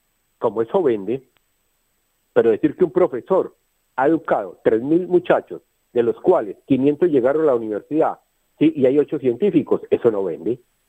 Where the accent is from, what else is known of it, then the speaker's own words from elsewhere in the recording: Colombia; Pero yo, como muchos colombianos, tenemos el valor civil, a pesar del dolor, de levantarnos y decir, basta ya y no me callo